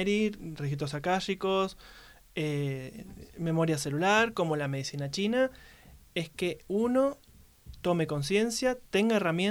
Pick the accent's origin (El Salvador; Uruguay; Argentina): Argentina; Buenos Aires; now in Los Cocos, Argentina; atendí en Buenos Aires, que es donde yo me crié